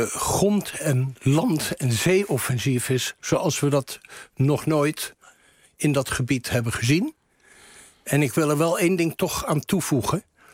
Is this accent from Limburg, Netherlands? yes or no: no; Rotterdam, South Holland, Netherlands; dat ook ik dat als Rotterdammer betreur.